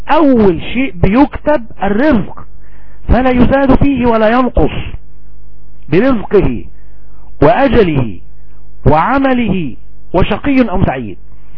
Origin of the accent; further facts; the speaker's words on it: Egypt; ونأكل مثلا الطعام المسمى عندنا في مصر بالأرز.